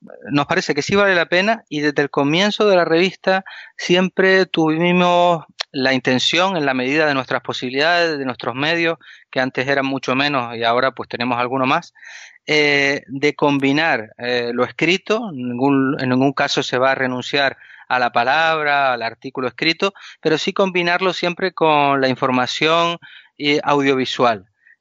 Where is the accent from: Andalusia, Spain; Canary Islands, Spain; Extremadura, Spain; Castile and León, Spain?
Canary Islands, Spain; Canarias no está en ese recuadrito que ponen cuando dan el tiempo en televisión, sino que nosotros somos unas islas africanas.